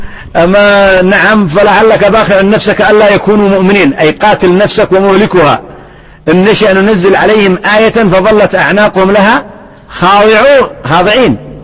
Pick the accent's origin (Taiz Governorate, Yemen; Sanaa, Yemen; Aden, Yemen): Sanaa, Yemen; عندنا في صنعاء